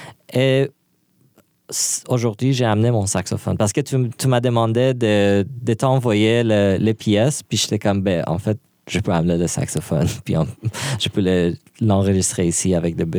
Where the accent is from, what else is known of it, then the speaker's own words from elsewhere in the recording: Iran; Puis moi, je suis loin de l'Iran.